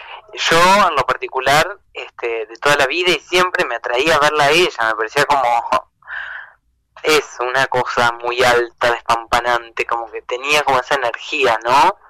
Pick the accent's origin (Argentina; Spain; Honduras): Argentina; Concepción del Uruguay, Entre Ríos; also born or lived in Buenos Aires; Yo vivo en Buenos Aires, estaba allá, bueno, me quedé sin trabajar, y me vengo a Entre Ríos, a Uruguay, de donde soy, donde somos, con Pame.